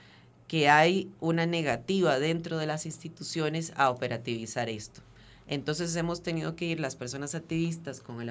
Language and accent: Spanish; Venezuela; now in Costa Rica; yo soy venezolano, soy extranjero, tengo 5 años de vivir en Costa Rica